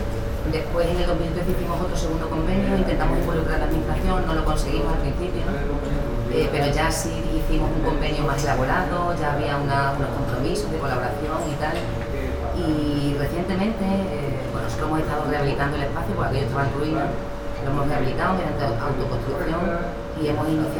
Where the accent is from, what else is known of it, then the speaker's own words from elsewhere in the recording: Extremadura, Spain; Del PP, yo venimos de un pueblo de Extremadura, un PP bastante rancio, como podéis imaginar, un pueblo pequeño.